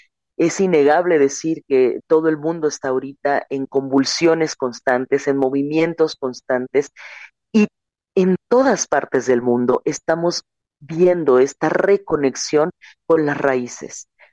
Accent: Chiapas, Mexico; Yo tenía 15 años cuando comienzo a salir de mi tierra, primero a nivel estatal y después a nivel nacional, para representar un camino, no únicamente que dijera Chiapas

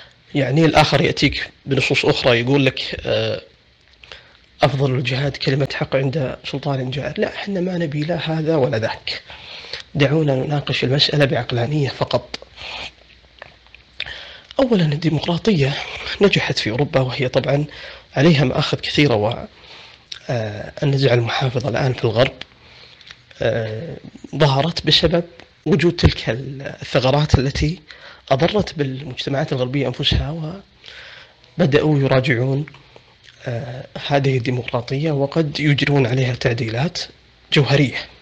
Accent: Saudi Arabia; عندنا في السعودية وسائل التواصل مفتوحة

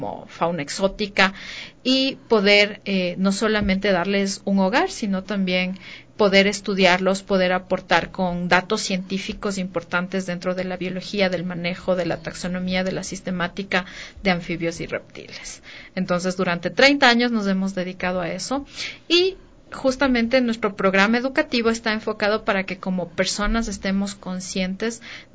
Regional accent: Ecuador; nosotros, como ecuatorianos, decimos, somos de los países más megadiversos, tenemos miles de especies en flora y fauna

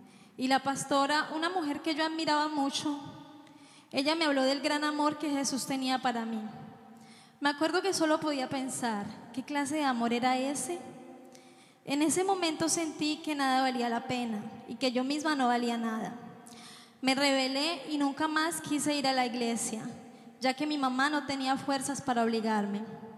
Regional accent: Colombia; soy colombiana.

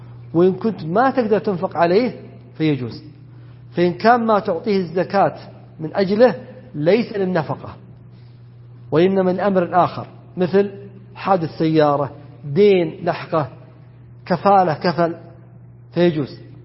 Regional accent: south, Saudi Arabia; موجود عندنا في الجنوب بخصوصا، وقد يكون في الشمال أيضا

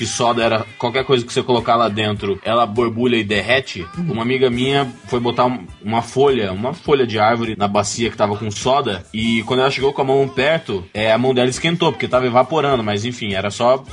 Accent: Mato Grosso, Brazil; Mato Grosso, né? Eu sou do Mato Grosso.

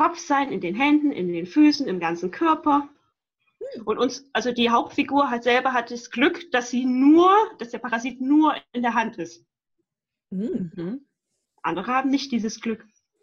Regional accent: Rhineland, Germany; ich komme aus dem Rheinland.

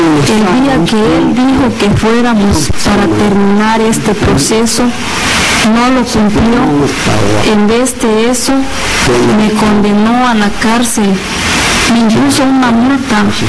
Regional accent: Xochistlahuaca, Guerrero, Mexico; born there; Actualmente tengo 78 años. Nací en Sunja, Xochistlahuaca. Soy campesino.

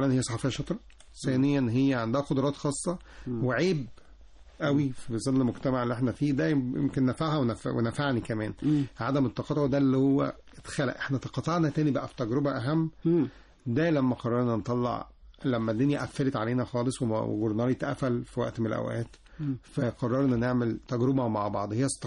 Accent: Birket el Sab, Monufia Governorate, Egypt; أنا من المنوفية.

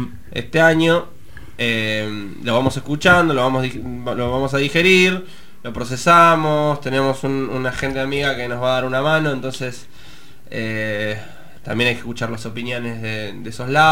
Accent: La Plata, Buenos Aires Province, Argentina; born there; O sea, nací en La Plata

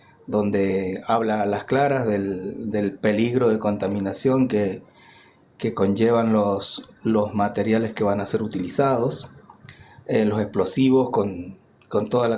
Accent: Uspallata, Mendoza, Argentina; soy habitante del Valle de Uspallata, tengo 60 años. Hace 60 que vivo en Uspallata. Desarrollé ahí mi familia y mi negocio.

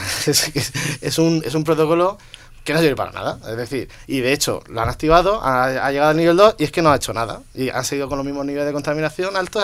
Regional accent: Region of Murcia, Spain; como soy murciano, pues ya la tierra me ha tirado, he estado allí este fin de semana

